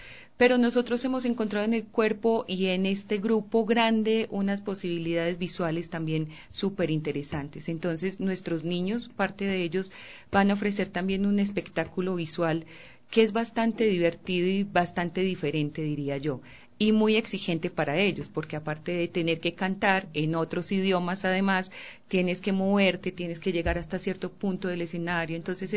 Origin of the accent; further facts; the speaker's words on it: Colombia; now in Ecuador; pues para mí que soy colombiana fue una tremenda sorpresa